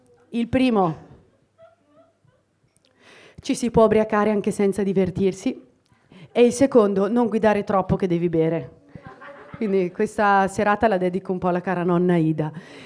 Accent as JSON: {"language": "Italian", "town": "Idro", "region": "Lombardy", "country": "Italy", "said": "io vengo da Idro, qualcuno lo conosce? No, non sapevate dove è Brescia, figurati Idro."}